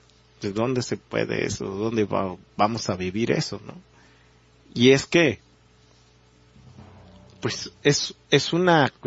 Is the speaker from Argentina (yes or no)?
no; Mexico; como mexicanos, con las características muy remarcadas que tenemos, por nuestra idiosincrasia tan singular, ¿no?, como mexicanos